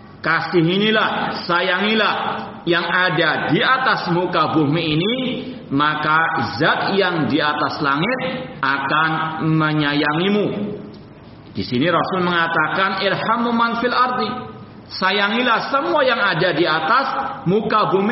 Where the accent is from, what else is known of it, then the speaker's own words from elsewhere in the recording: Surabaya, East Java, Indonesia; terutama di kota saya sendiri, kota Surabaya